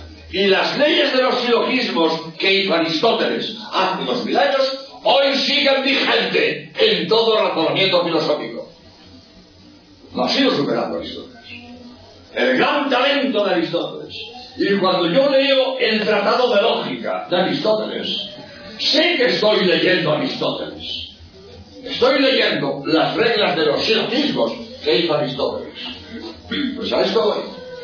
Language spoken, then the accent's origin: Spanish; Barcelona, Catalonia, Spain; también yo soy de Barcelona.